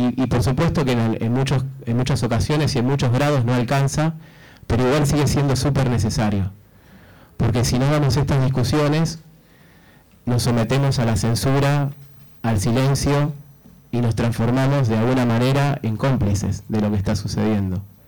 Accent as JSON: {"language": "Spanish", "country": "Argentina", "said": "como argentinos, como sudamericanos, siempre tratamos de hacer geopolítica situada"}